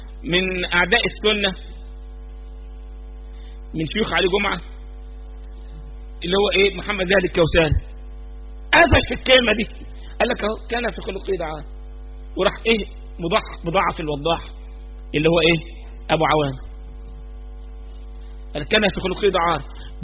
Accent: Egypt; احنا حتى كمصريين يعني بنحب الحته دي، ما نعرفش نكتمها.

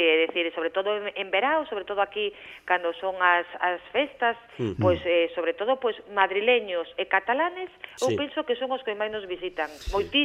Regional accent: Monforte de Lemos, Galicia, Spain; Monforte, pues, es decir, eu que queres que che diga, che o meu pobo, pero bueno, encima Monforte é un sitio bonito

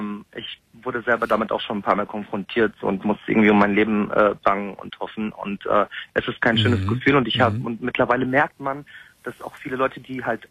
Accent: Dortmund, North Rhine-Westphalia, Germany; Ich so, ja, ich bin da geboren. Ach so, und Ihre Eltern? Und ja, dann sage ich halt immer aus Dortmund.

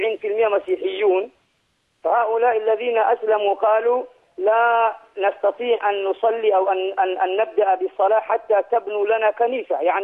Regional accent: Tanzania; ما عندنا أي صعوبة والله الحمد في تنزانيا

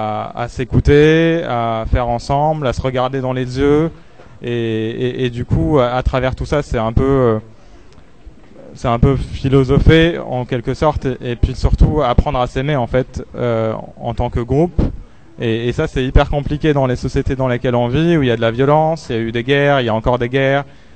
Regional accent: Algeria; Moi, je suis algérien aussi.

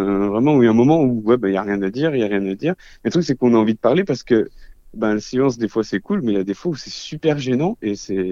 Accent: Saint-Étienne, Auvergne-Rhône-Alpes, France; Alors, moi, du coup, je viens de Saint-Etienne, aka la capitale du kiff.

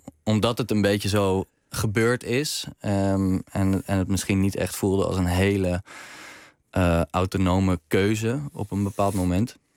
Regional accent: Zwijndrecht, South Holland, Netherlands; now in Rotterdam, Netherlands; Ik woon nu in Rotterdam, maar toen ik nog in Amsterdam woonde... kon ik me daar heel erg in herkennen. Opgegroeid in een in Zwijndrecht... richting Rotterdam is dat.

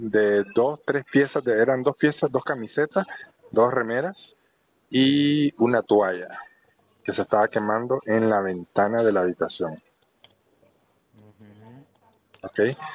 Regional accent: Nicaragua; moved away; Soy nicaragüense y exiliado político.

